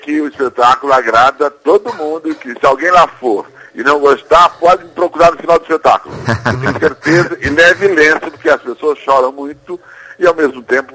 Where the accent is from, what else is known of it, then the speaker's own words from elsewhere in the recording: Rio Grande do Sul, Brazil; now in Rio de Janeiro, Brazil; Bom, eu sou do Rio Grande do Sul, vim para cá em 1971.